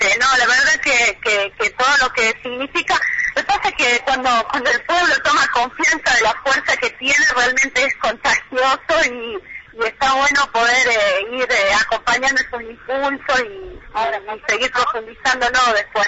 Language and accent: Spanish; La Rioja, Argentina; todo el acompañamiento que hemos estado recibiendo como riojanos de todos los distintos puntos del país